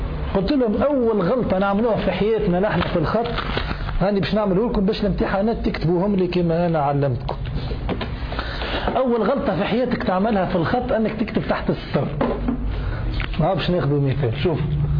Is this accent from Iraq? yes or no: no; Tunisia; moved away as an adult; now in Syria; انا جاي من تونس لسوريا باش نقرا خط